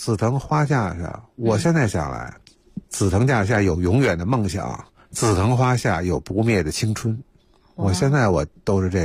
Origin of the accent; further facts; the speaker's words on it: Beijing, China; 所以北海对我们北京人来说那就更熟悉了嘛。